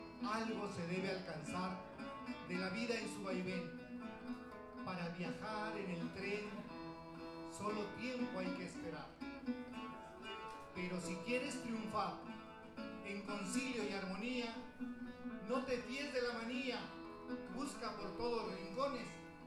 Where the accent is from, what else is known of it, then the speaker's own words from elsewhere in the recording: Mexico; la cual a mi tierra mexicana llevaré con muchos momentos de alegría